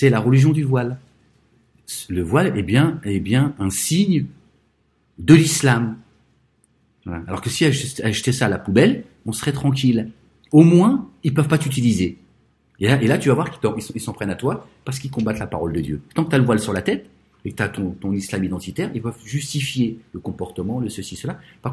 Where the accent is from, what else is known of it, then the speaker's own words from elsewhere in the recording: France; Nous sommes français.